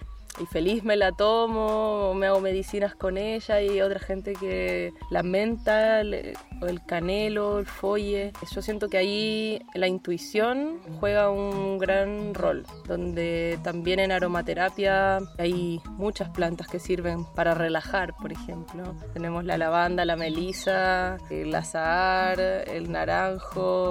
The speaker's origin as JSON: {"language": "Spanish", "region": "Buenos Aires", "country": "Argentina", "tie": "born or raised there", "said": "trabajo con plantas. Hace varios años nací en Buenos Aires, en Argentina, muy alejada de las plantas. Me crié en la ciudad, en Capital Federal. En mi casa no había jardín."}